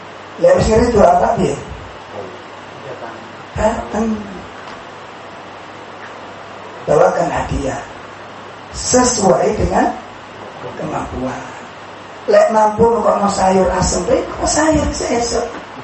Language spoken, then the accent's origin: Indonesian; Sidokari, Indonesia; Saya punya pohon mangga dulu di kampung saya di sini, Sidokari.